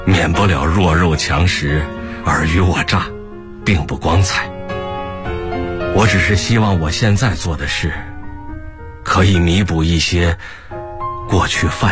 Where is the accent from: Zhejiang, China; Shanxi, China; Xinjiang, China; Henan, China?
Shanxi, China; 我更想让全国知道，山西也不只是能产煤，我们山西人靠新能源新产业也能发家致富。